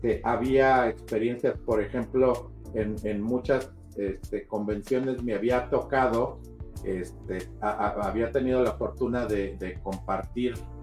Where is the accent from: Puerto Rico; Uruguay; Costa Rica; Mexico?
Mexico; nosotros, como mexicanos y latinoamericanos, tuvo un impacto cultural la saga en México